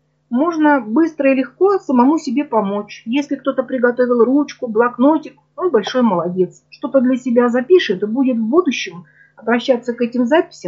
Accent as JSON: {"language": "Russian", "region": "Urals", "country": "Russia", "tie": "born there", "said": "Родилась на Урале."}